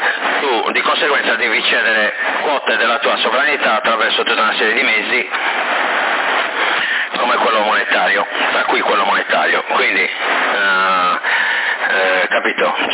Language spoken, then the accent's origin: Italian; Sorso, Sardinia, Italy; Poi c'era l'elicottero che prendeva l'acqua, l'ho messo fuoco lì, sono di Sorso.